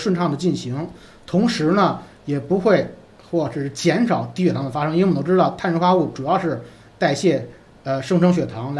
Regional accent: China; 其实吃来讲呢，是我们中国人传统上非常在意的一个生活的一个非常重要的方面

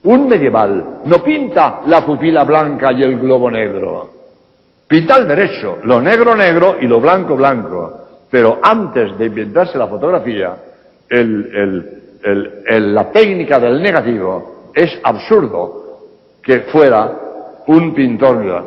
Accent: Barcelona, Catalonia, Spain; born there; now in Cádiz, Spain; Yo que soy catalán, he nacido en Barcelona, pero llevo 46 años en Cádiz y me conozco el salero andaluz.

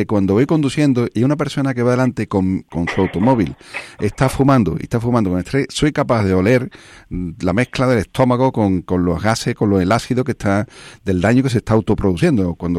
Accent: Alcalá de Guadaíra, Andalusia, Spain; que he visto yo de niño allí en mi pueblo, en Alcalá de Guadaira

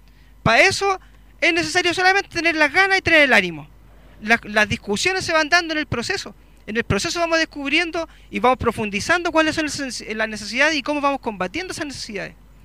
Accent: Chillán, Ñuble, Chile; now in Santiago, Chile; estoy ahora ya soy de Santiago, antes era de Chillán, ahora estoy por Santiago.

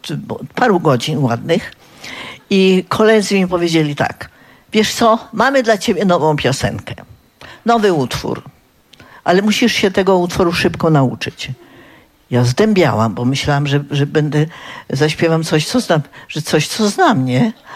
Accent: Zielona Góra, Lubusz Voivodeship, Poland; Przyjechałam z Zielonej Góry.

